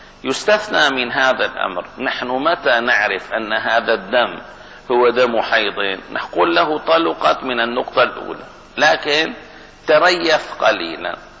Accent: Baghdad, Baghdad Governorate, Iraq; accent: Baghdadi; معنى هذا لا عند لغتي ولهجتي أهل بغداد

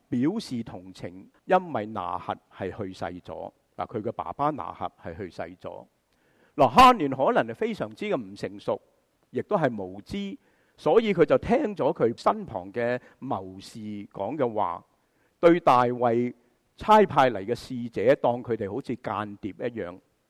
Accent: Guangdong, China; 就好像我们广东人讲乜嘢啊？

